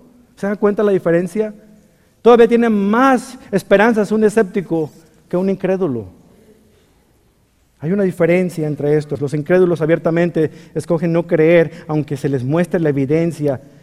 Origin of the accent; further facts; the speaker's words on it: Mexico; ¿Usted nunca se ha fijado eso, que somos los mexicanos?